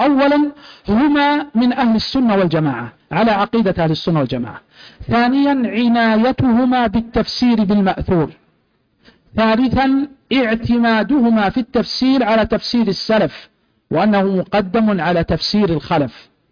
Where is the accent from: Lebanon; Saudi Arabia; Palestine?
Saudi Arabia; Riyadh, Riyadh Province; سجلت رسالة ماجستير عندنا في جامعة الأميرة نورة عندنا في الرياض